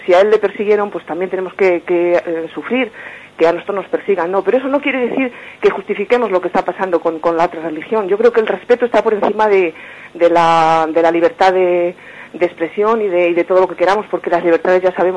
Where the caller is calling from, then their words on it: Burgos, Castile and León, Spain; de Burgos.